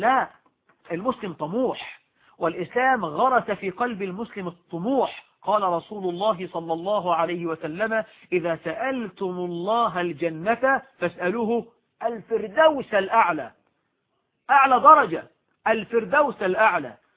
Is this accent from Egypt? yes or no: no; Morocco; عندنا في المغرب بيعضوا الرجال والنساء يأكلون على طاولة واحدة